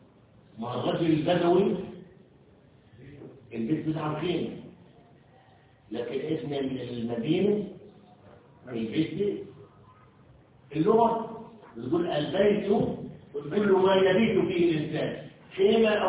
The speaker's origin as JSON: {"language": "Arabic", "country": "Egypt", "said": "وخاصة احنا مصريين"}